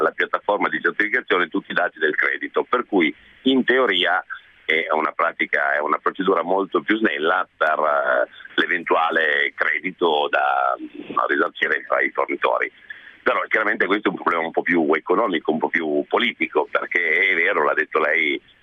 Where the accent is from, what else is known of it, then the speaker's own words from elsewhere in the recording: Piedmont, Italy; Nel senso, traduco, io sono un piemontese